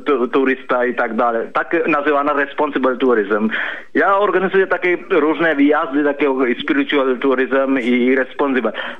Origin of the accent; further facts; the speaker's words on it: Sri Lanka; Polish is a second language; now in Poland; ja pochodzę ze Sri Lanki, ale mieszkam prawie takie 20 lat w Polsce